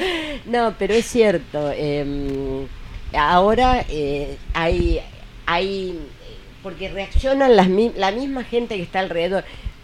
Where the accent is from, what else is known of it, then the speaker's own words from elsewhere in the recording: southern Argentina, Argentina; un frío tremendo, yo soy del sur de Argentina, un frío tremendo, espantoso